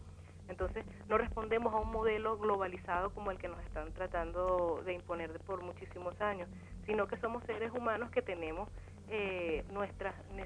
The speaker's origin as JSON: {"language": "Spanish", "country": "Venezuela", "lives_now": "Argentina", "said": "nosotras y nosotros como venezolanos. Por eso es que nosotras y nosotros como colectivo, como personas que estamos acá compartiendo con ustedes en la Argentina"}